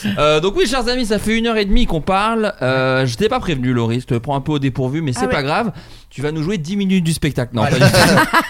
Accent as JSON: {"language": "French", "region": "Bourgogne-Franche-Comté", "country": "France", "tie": "born or raised there", "lives_now": "Paris, France", "said": "Donc moi, voilà, j'ai grandi en Bourgogne."}